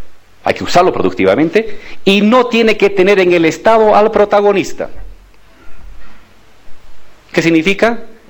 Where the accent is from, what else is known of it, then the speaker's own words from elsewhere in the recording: Bolivia; somos los bolivianos, no una empresa extranjera